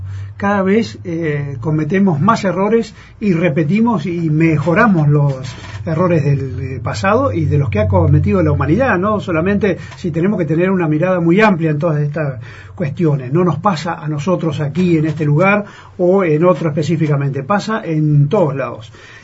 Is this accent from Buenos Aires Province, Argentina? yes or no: yes; Buenos Aires Province, Argentina; Por ejemplo, que es de donde yo vengo. Uh-huh. Yo vivo en provincia de Buenos Aires, que a 500 kilómetros de Capital Federal, casi en el límite con La Pampa.